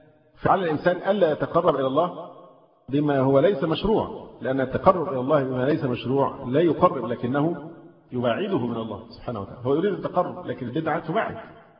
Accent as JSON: {"language": "Arabic", "country": "Egypt", "said": "فرض المفروض أن احنا مصريين وعارفين لقبه"}